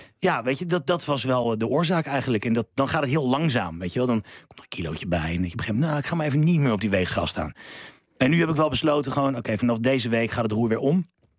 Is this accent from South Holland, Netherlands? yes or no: yes; Leidschendam, South Holland, Netherlands; also born or lived in The Hague; Nou, ik ben geboren en getogen in Leidschendam.